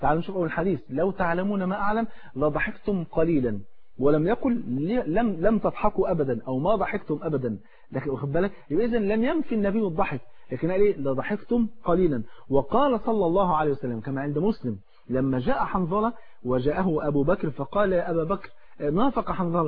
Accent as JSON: {"language": "Arabic", "country": "Egypt", "said": "تعرف الفول عندنا في مصر فرض عين"}